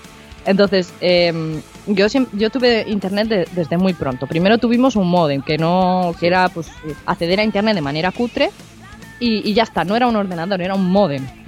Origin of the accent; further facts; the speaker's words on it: Castile and León, Spain; yo me crié en la España vaciada de Castilla y León